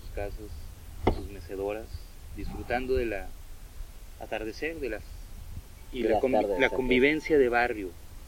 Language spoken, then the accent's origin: Spanish; Mexico City, Mexico; born there; now in Monterrey, Mexico; No, nací en México, pero ya soy regio de adopción. Llevo 20 años más.